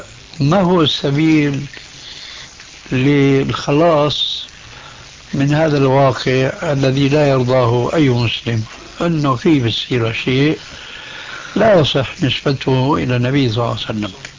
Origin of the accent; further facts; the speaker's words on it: Syria; عندنا في سوريا من زمان